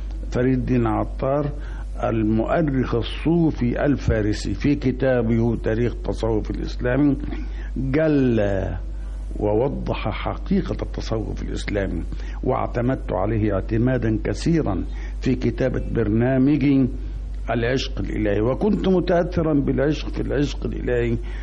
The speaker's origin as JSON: {"language": "Arabic", "town": "Damietta", "region": "Damietta Governorate", "country": "Egypt", "tie": "born or raised there", "said": "وقد ولدت ونشأت في مدينة جميلة ساحلية، هي مدينة دمياط، مدينة الماء والشمس والهواء. وفي فترة التي نشأت فيها في دمياط"}